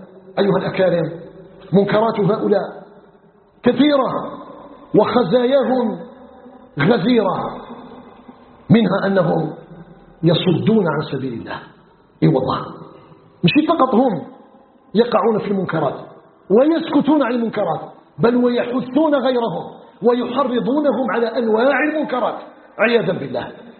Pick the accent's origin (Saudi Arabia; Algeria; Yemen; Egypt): Algeria